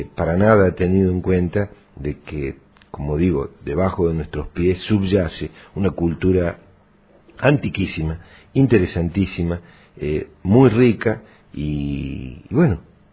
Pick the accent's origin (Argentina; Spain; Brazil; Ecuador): Argentina; Traslasierra, Córdoba; simplemente yo crecí y estudié en Tras la Sierra